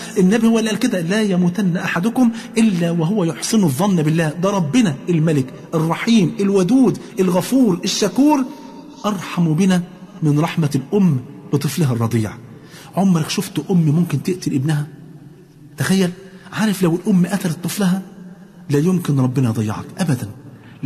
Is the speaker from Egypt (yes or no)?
yes; Egypt; ونسأل الله عز وجل أن يحفظ بلادنا مصر وكل بلاد